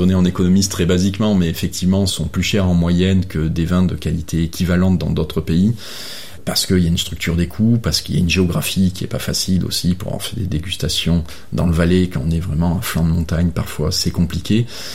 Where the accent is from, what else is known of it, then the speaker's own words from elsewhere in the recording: France; en tant que français j'ai du mal à le dire comme ça